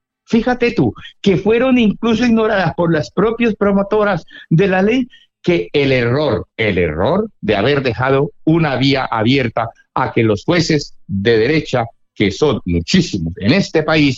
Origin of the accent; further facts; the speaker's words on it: Cali, Valle del Cauca, Colombia; tú que eres colombiano y costeño, como yo soy caleño, en Colombia